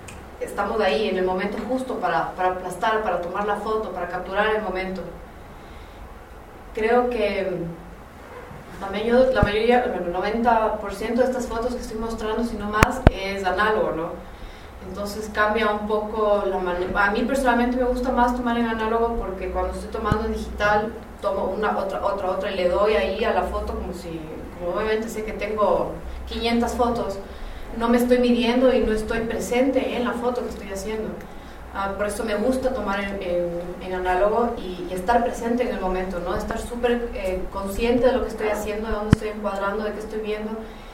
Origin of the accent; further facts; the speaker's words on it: Ecuador; o así somos los ecuatorianos